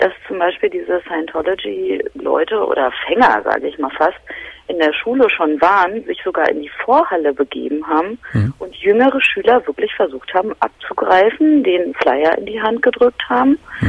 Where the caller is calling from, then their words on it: Berlin, Germany; Und zwar hat bei uns in Berlin-Charlottenburg